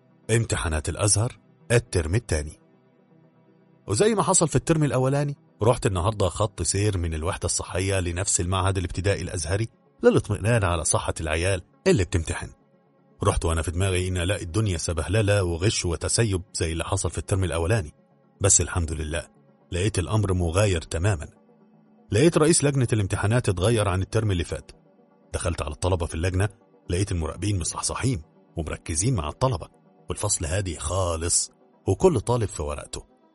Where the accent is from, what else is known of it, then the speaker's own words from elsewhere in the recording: Egypt; جيناتي كمصري ما تسمحليش ان اقف كده اتفرج على الموقف ده